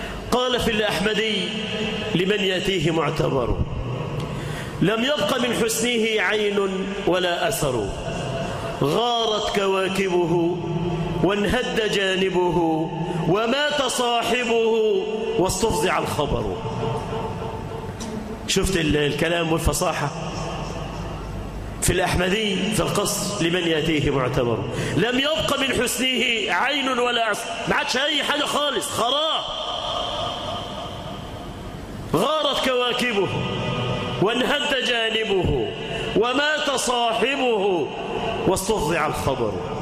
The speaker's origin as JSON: {"language": "Arabic", "country": "Egypt", "said": "اللهم اجعل بلدنا مصر أمنة مطمئنة، سخاء رخاء"}